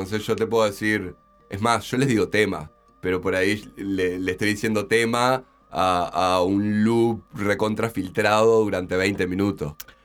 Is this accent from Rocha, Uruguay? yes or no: yes; Chuy, Rocha, Uruguay; moved away; Yo soy de Chuy, me vine en el 2010.